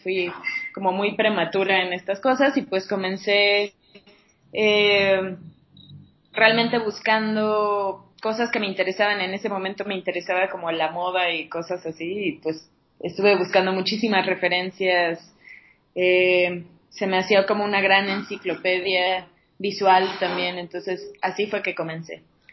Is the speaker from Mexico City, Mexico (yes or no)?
yes; Mexico City, Mexico; Bueno, yo soy aquí de México, Distrito Federal.